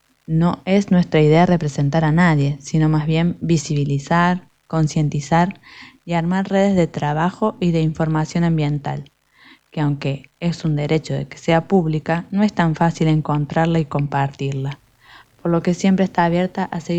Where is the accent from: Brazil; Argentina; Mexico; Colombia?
Argentina; Río Ceballos, Córdoba; soy de Río Ceballos